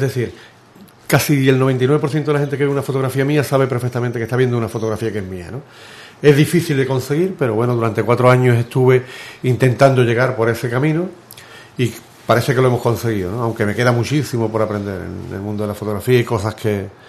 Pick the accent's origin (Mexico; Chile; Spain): Spain; Ubrique, Andalusia; also born or lived in Estepona; soy de Ubrique, me siento de Ubrique, aunque haya nacido en Estepona, en Málaga. Aquí tengo toda mi infancia de los 10 años, mis amigos y mi vida. Lo que pasa es que a los 14 años salí de Ubrique y volví con 22